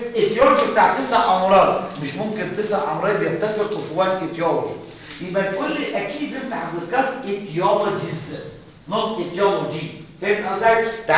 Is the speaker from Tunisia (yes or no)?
no; Egypt; جماعه احنا عندنا في مصر في حاجه اسمها فيلاريس مشهوره جدا